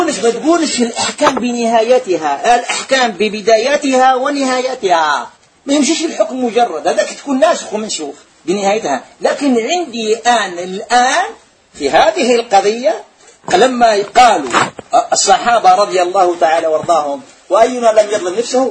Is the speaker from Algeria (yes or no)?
yes; Algeria; احنا جزائريين نقول